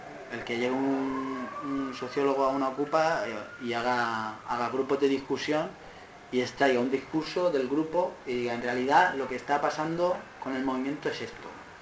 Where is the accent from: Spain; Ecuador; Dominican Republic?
Spain; Alicante, Valencian Community; bueno, porque yo vengo de Alicante